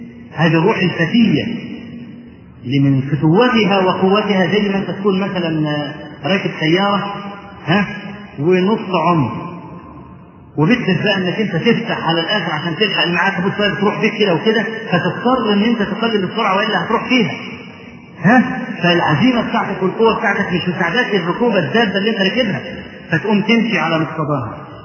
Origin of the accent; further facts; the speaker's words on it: Egypt; في مسجد العزيز بالله عندنا في مصر